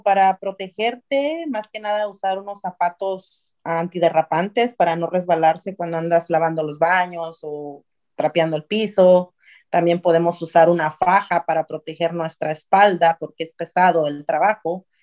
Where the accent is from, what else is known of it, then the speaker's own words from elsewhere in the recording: Puerto Escondido, Oaxaca, Mexico; born there; mi bella ciudad de Puerto Escondido, Oaxaca, de donde yo nací.